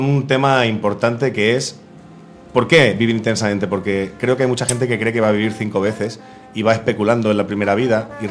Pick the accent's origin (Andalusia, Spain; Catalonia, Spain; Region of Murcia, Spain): Catalonia, Spain; Santa Coloma de Gramenet; Sí, soy catalán de Santa Coloma de Gramenet, soy internacionalista de Santa Coloma de Gramenet.